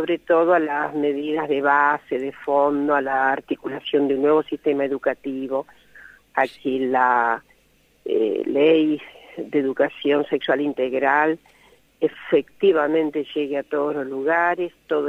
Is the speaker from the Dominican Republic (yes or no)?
no; Jacinto Arauz, La Pampa, Argentina; pero soy pampeana, efectivamente.